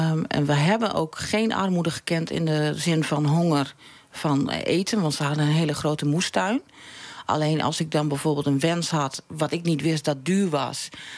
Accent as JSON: {"language": "Dutch", "town": "Veendam", "region": "Groningen", "country": "Netherlands", "tie": "born there", "said": "Nou, in Veendam."}